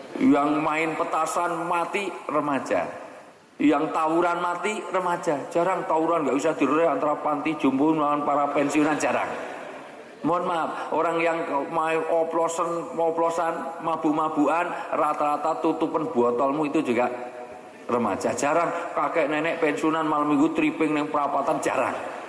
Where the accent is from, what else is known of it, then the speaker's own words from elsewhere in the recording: Java, Indonesia; karena saya orang Jawa.